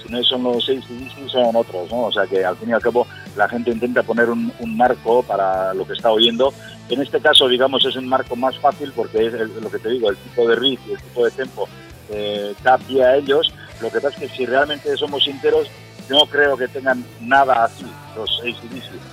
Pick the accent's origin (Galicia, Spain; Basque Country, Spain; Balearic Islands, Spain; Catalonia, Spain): Basque Country, Spain; Cestona; Nosotros somos del Valle del Urola, justo del centro de Cestona.